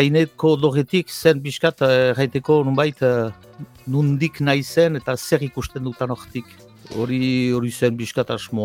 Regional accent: Ciboure, Nouvelle-Aquitaine, France; now in Itxassou, France; Ziburutaga bai naiz, eta ni handitu naiz sortzez ziburutaga, itxasuan bizi naiz, eta itxasuaga senditzen naiz, zer nahi egisaz, baina han sortu naiz

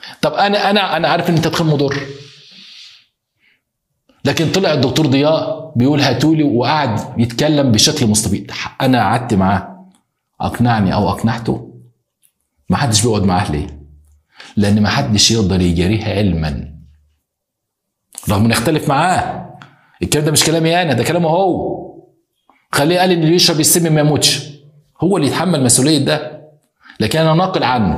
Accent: Egypt; احنا عندنا في مصر على فكرة اساتذة كبار

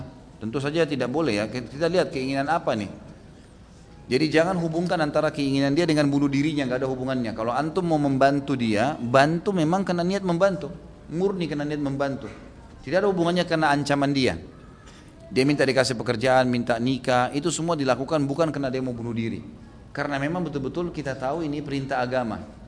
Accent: Gunung Kidul, Special Region of Yogyakarta, Indonesia; Di daerah saya di Gunung Kidul banyak sekali kasus bunuh diri dengan gantung diri.

